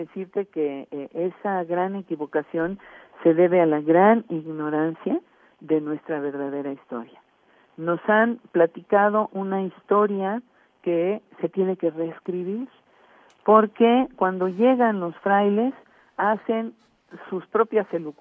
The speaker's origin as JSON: {"language": "Spanish", "country": "Mexico", "tie": "born there", "said": "Yo soy mexicana de nacimiento, nací en el territorio mexicano, ¿verdad? Tengo abuelos que vinieron de España, tengo una abuela que tiene familiares franceses … ¿verdad? Entonces, yo traigo sangre mezclada"}